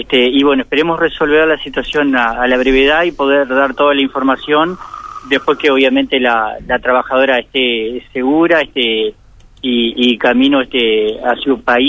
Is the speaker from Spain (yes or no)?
no; Uruguay; no nos gustaría a nosotros como uruguayos estar en un país en situaciones complejas